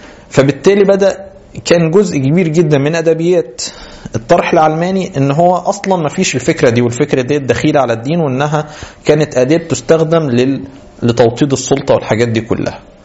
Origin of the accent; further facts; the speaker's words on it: Egypt; مشتهر عندنا بينا كمصريين